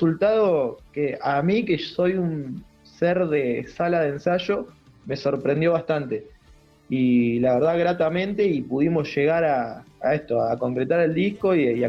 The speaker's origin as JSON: {"language": "Spanish", "town": "25 de Mayo", "region": "Buenos Aires Province", "country": "Argentina", "said": "Yo soy de 25 de Mayo, provincia de Buenos Aires, y bueno, estábamos todos acá en La Plata en ese momento"}